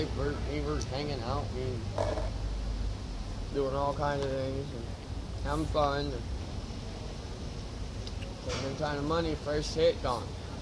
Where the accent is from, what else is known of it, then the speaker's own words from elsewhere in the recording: Oakland, California, United States; I'm from here, California.